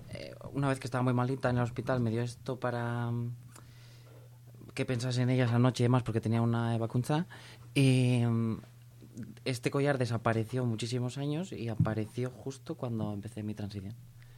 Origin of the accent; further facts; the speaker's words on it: Errenteria, Basque Country, Spain; Soy una chica de Orereta.